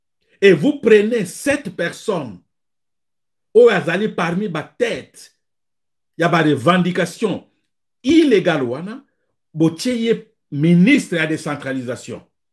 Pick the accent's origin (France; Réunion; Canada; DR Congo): DR Congo; Moi, je suis Congolais